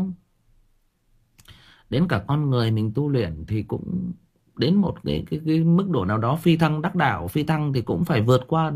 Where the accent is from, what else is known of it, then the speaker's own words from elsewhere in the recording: Thai Nguyen, Vietnam; tôi sinh ra và lớn lên ở Thái Nguyên. Tôi sinh ra và lớn lên Thái Nguyên thì cũng chia sẻ với anh em rằng là chỗ tôi nó có rất nhiều mỏ.